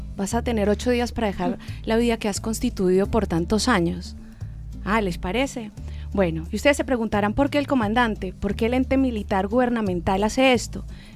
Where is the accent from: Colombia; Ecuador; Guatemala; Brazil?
Colombia; Como lo fue en una época que hubo en mi país, el tal llamado Plan Colombia